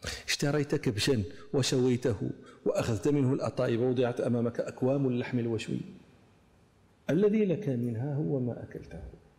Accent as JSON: {"language": "Arabic", "country": "Morocco", "said": "أنا أتعمد هذا لي تتطلع إلى معرفة هذه المآكل عندنا في المغرب"}